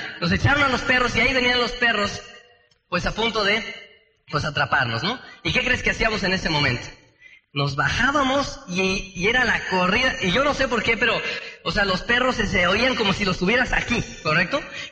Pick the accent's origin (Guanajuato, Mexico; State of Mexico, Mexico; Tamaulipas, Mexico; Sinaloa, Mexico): State of Mexico, Mexico; Tenancingo; porque allá donde yo soy, de Tenancingo, pues se dan unos duraznos bien, bien sabrosos